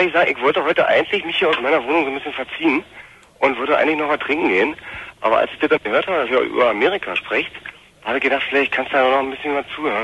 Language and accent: German; East Germany, Germany; wir als Ossi sicherlich jetzt auch mal irgendwo ein bisschen weiter wissen können